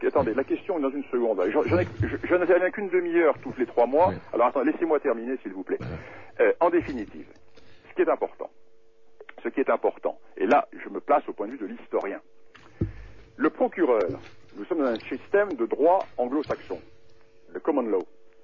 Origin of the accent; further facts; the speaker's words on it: France; Moi, je suis français.